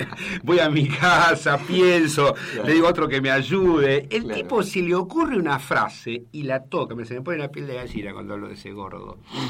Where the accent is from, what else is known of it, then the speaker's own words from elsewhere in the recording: Buenos Aires, Argentina; Soy yo soy de Floresta.